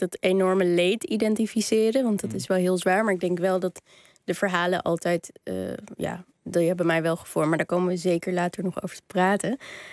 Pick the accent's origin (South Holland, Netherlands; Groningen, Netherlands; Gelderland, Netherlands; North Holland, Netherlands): North Holland, Netherlands; Amsterdam; We komen allebei uit Amsterdam. Zijn allebei journalist, zijn allebei ongeveer even oud.